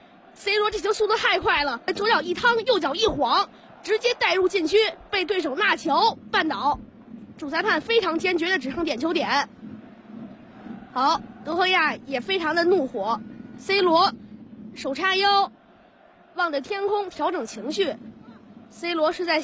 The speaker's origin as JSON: {"language": "Chinese", "region": "Beijing", "country": "China", "tie": "born or raised there", "said": "作为一名北京的孩子，我更加希望我家乡的球队北京中赫国安队在本赛季中超联赛获得冠军。"}